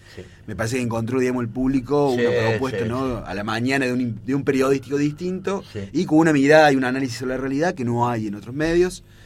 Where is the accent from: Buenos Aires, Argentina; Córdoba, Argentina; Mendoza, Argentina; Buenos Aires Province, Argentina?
Córdoba, Argentina; No, soy de Córdoba.